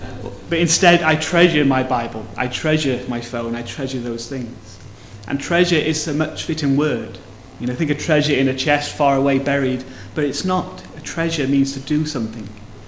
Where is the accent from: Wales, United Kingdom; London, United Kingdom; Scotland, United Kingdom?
Wales, United Kingdom; No, okay. I'm Welsh, I don't care.